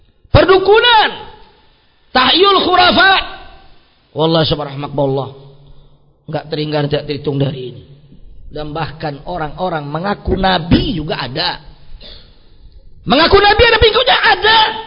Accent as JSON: {"language": "Indonesian", "region": "West Sumatra", "country": "Indonesia", "tie": "born or raised there", "said": "kalau di kampung saya banyak. Contoh kampung saya, ya, di arah Minang, Sumatera Barat itu, atau di Pekanbaru."}